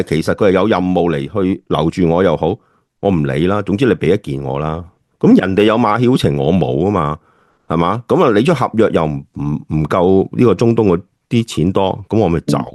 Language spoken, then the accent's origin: Chinese; China; 我们中国人成日都说呢